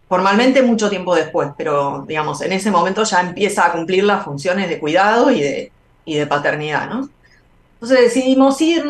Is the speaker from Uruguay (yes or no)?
no; Argentina; now in Mexico; sí, yo vine de Argentina, estoy exiliado, vine de Argentina.